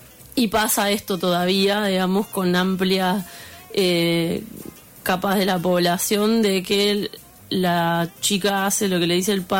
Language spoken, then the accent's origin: Spanish; Concepción del Uruguay, Entre Ríos, Argentina; ahí en Concepción del Uruguay, en mi pueblo